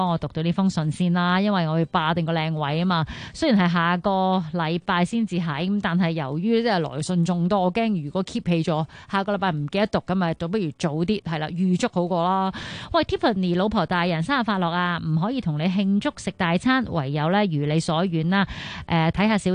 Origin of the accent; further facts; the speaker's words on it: Hong Kong; 但係今次我哋即係因為身為香港人啊嘛，係咪？